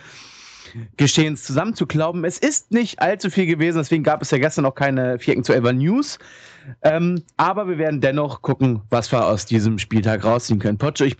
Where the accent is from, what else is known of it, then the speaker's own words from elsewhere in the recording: Hanover, Lower Saxony, Germany; Ich als Hannoveraner kann das auch mal sagen, wie ich finde.